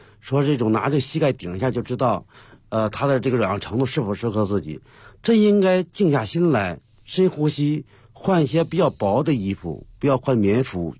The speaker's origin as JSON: {"language": "Chinese", "country": "China", "said": "就是为什么说我们中国人，尤其我们国内，还很多人在崇尚一种思想"}